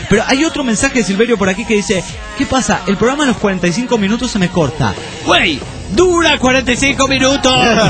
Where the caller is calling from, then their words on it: Trelew, Chubut, Argentina; Hola, ¿qué tal? … de Trelew, nuevamente